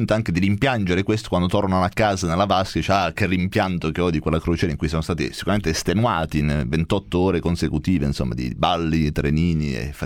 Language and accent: Italian; Bari, Apulia, Italy; Io vengo da Bari, sono queste famiglie che mangiano tonnellate di pasta al forno in riva al mare con queste sedioline di plastica